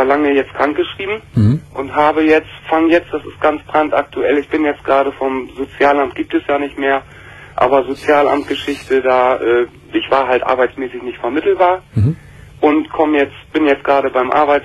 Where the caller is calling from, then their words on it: Bremen, Germany; Hier in Oldenburg, ich komme aus Bremen.